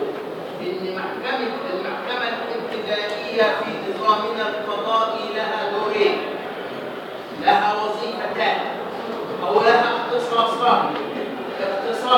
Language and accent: Arabic; Egypt; فهمنا أن درجات المحاكم عندنا في مصر على طبقتين